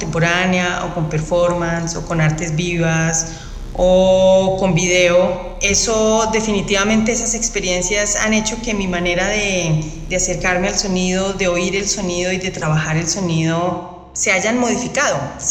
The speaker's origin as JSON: {"language": "Spanish", "country": "Colombia", "said": "soy artista sonora, soy compositora colombiana."}